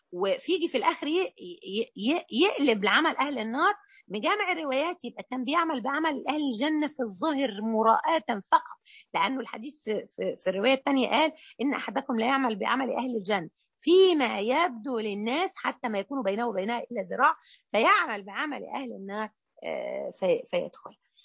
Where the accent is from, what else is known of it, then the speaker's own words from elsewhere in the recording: Mansoura, Dakahlia, Egypt; الجمعيه الشرعيه عندنا في المنصوره